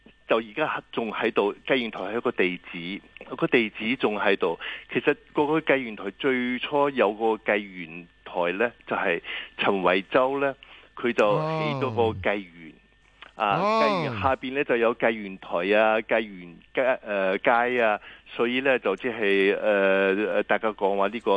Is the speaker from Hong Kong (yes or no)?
no; Taiwan; 我细个喺台湾啦，长大啦，系嘛？喺台湾咧，我就唔知道香港。